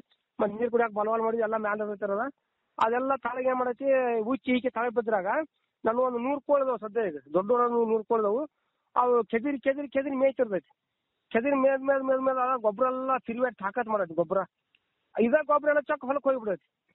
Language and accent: Kannada; Pamaladinni, Karnataka, India; ನಮ್ಮೂರು ಪಾಮಲದಿನಿ, ಗೋಕಾಕ್ ತಾಲೂಕು, ಜಿಲ್ಲಾ ಬೆಳಗಾವಿ.